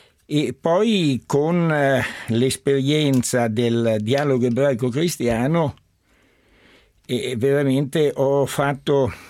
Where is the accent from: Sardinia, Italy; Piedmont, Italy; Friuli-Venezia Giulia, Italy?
Piedmont, Italy; Turin; born there; è una famiglia sefardita la mia, che poi all'inizio del secolo si era trasferita a Torino. E già mio padre era nato a Torino e quindi anch'io sono nato a Torino.